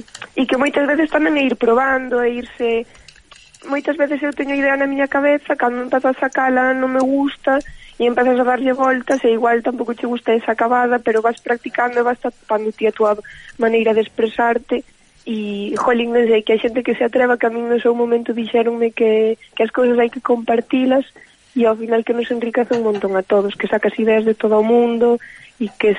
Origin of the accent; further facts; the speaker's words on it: Ordes, Galicia, Spain; now in A Coruña, Spain; Eu estou na Coruña, pero son de Ordes, que é unha vila que está no medio de Coruña, entre Coruña e Santiago.